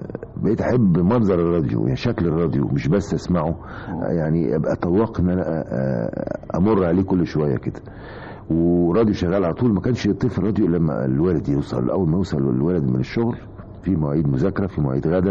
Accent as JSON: {"language": "Arabic", "town": "Alexandria", "region": "Alexandria Governorate", "country": "Egypt", "tie": "born or raised there", "said": "والله أنا الحقيقة اتولدت في اسكندرية على البحر، يعني بيتي بيت أهلي وأبويا وأمي على البحر، بيني وبين البحر 100 متر تقريبا، ونشأت هناك وتربيت هناك لغاية لما دخلت الجامعة وتخرجت من الجامعة وأنا عايش في هذه المنطقة، منطقة اسمها جليم."}